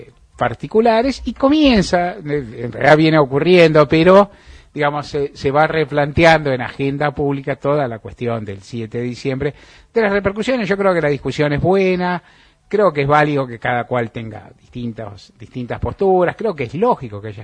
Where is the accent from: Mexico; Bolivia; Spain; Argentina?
Argentina; todos somos argentinos